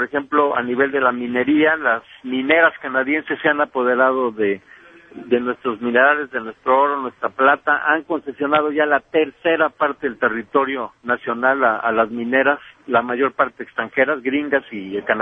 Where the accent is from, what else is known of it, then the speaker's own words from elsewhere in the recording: Mexico; hoy los esclavos del sur somos los mexicanos